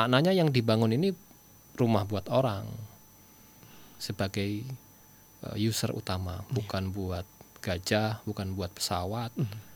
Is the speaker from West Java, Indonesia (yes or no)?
yes; Bekasi, West Java, Indonesia; kita di Jabodetabek, kita ini bukan orang Jakarta Ustaz ya, orang Bekasi perantauan.